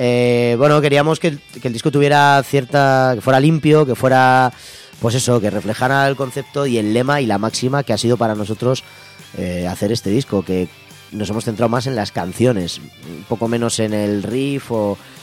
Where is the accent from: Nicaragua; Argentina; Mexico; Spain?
Spain; Madrid, Community of Madrid; Yo soy de Aluche, nosotros vivimos en Aluche